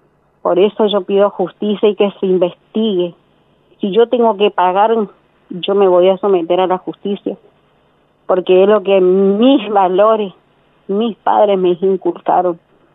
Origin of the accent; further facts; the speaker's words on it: Resistencia, Chaco, Argentina; Nosotros somos de Resistencia, de Chaco.